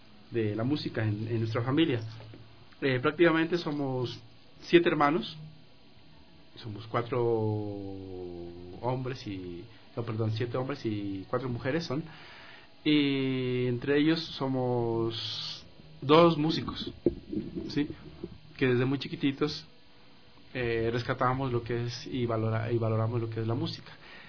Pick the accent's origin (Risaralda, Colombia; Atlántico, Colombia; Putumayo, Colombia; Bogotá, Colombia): Putumayo, Colombia; Sibundoy; nosotros somos del Valle de Sibundoy, Putumayo. Eso queda ubicado el Putumayo en límites con el Ecuador, ¿cierto?